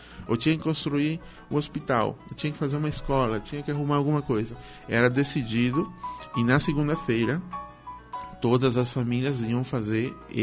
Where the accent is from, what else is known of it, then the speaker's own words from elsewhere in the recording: Minga Guazú, Alto Paraná, Paraguay; also born or lived in Asunción; Na verdade, eu nasci em Assunção, porém eu vivi a vida toda em Mingaguaçu